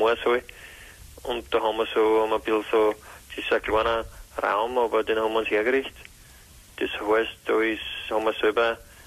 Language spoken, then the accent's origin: German; Hieflau, Styria, Austria; Ich bin von der Hiflau.